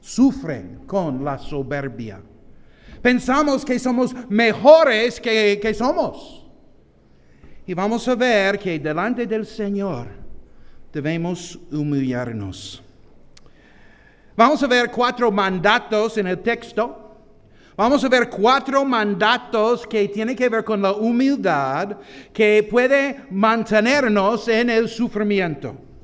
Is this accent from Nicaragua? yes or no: no; United States; Spanish is a second language; en mi país hay una gorra roja que indica un poco de soberbia también